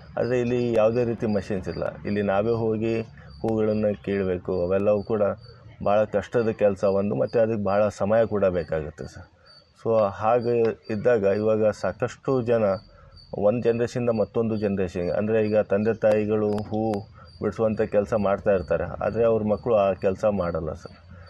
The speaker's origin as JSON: {"language": "Kannada", "town": "Huvina Hadagali", "region": "Karnataka", "country": "India", "tie": "born or raised there", "said": "Sir, ನಮ್ಮ ಸ್ವಂತ ಊರು ಹೂವಿನ ಹಡಗಲಿ ಸರ್."}